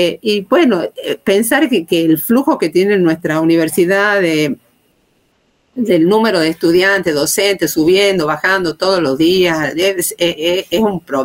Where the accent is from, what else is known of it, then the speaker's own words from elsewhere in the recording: Tucumán, Argentina; La primera que te puedo decir es como tucumana, le pongamos así.